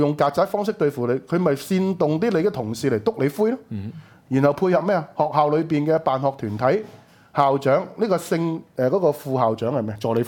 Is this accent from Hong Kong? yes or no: yes; Hong Kong; 係違反我哋香港人嘅一個基本嘅價值觀